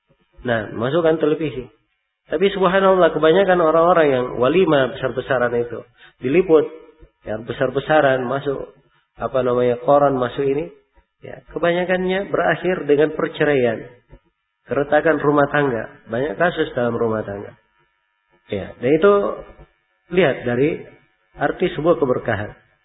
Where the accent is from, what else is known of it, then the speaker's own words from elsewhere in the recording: Makassar, South Sulawesi, Indonesia; Ya, kalau sebagai orang Makassar, nah, lebih sadis lagi.